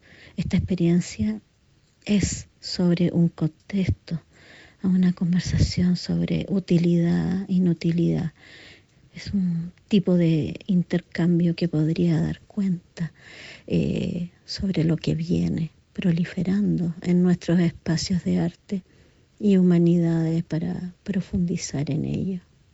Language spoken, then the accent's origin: Spanish; Chile; also born or lived in Santiago / Europe / New Zealand; soy investigadora de danza y arte, soy chilena